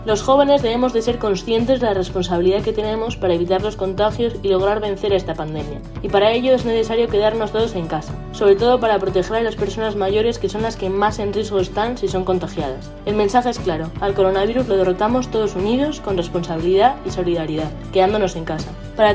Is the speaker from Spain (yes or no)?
yes; Spain; enseñanza secundaria en España. Como ya sabéis, estamos desde hace más de 20 días en cuarentena social en mi país